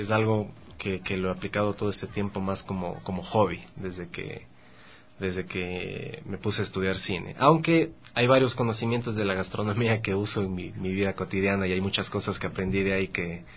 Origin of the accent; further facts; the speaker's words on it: Cuenca, Azuay, Ecuador; also born or lived in Quito; now in Guayaquil, Ecuador; Soy de Cuenca, viví un tiempo en Quito, ahora estoy estudiando en Guayaquil. Voy a cumplir 30 años